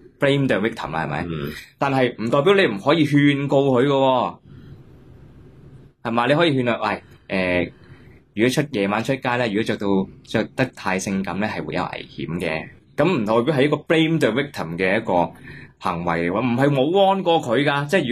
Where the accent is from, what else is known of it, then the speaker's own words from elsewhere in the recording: Hong Kong; 跟住我哋香港人咧。就香港就变成焦土